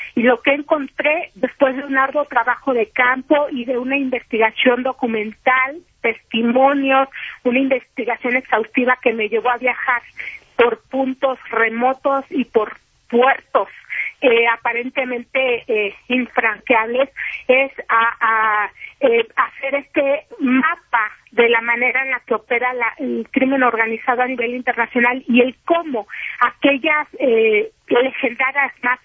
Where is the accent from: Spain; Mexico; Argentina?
Mexico; como periodista mexicana